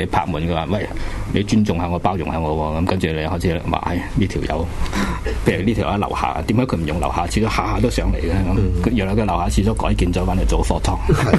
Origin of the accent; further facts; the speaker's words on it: Hong Kong; 即系我哋香港人面对紧嘅